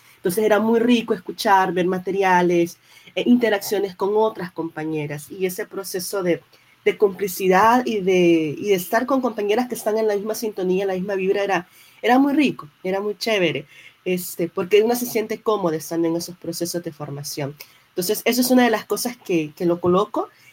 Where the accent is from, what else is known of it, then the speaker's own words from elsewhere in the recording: El Salvador; yo soy de acá, de El Salvador, siempre Centroamérica